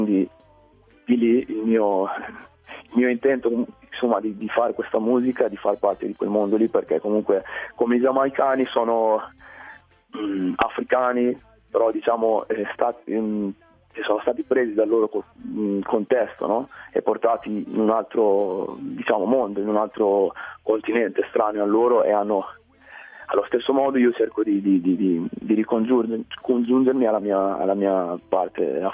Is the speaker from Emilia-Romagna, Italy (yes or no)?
no; Pesaro, Marche, Italy; sono cresciuto in Italia, per la precisione a Pesaro, nel nord delle Marche. E quindi sono cresciuto non avendo mai conosciuto mio padre, perché l'unica cosa che so è che lui è nigeriano.